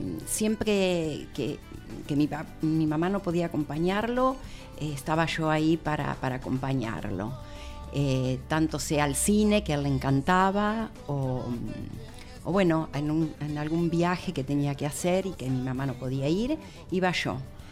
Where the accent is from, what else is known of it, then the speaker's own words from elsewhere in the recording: Sarandí, Buenos Aires Province, Argentina; una calle que recuerdo con nostalgia era donde yo vivía de chica, era en Sarandí